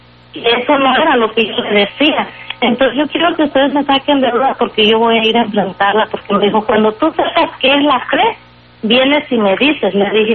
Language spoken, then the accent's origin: Spanish; Fresno, California, United States; Yo soy de Fresno